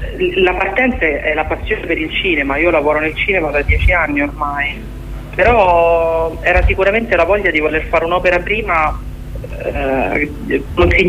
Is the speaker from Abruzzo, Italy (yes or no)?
yes; Abruzzo, Italy; Io per esempio sono abruzzese, all'Aquila lo sapete tutti cosa è successo.